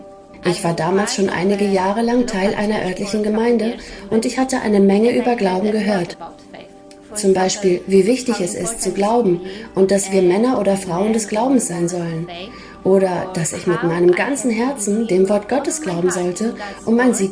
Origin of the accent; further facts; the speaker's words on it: Poland; German is a second language; now in Switzerland; Ich bin Polin und lebe derzeit mit meiner Familie in der Schweiz.